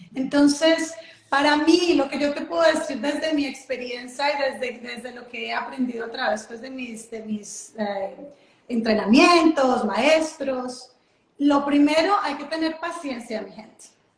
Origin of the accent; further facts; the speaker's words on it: Colombia; yo soy colombiana